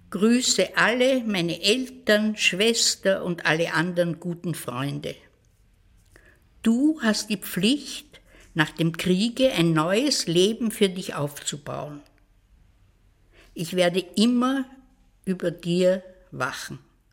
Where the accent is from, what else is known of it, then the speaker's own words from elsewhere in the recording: Vienna, Austria; born there; Ich bin in Wien geboren, 1929.